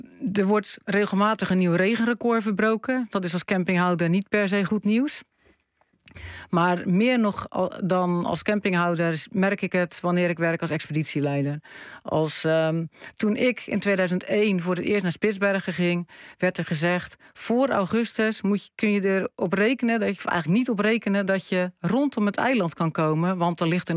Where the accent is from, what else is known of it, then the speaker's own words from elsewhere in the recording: Randstad, Netherlands; Ik kom natuurlijk uit de Randstad, uit Nederland. Alles is hier maakbaar.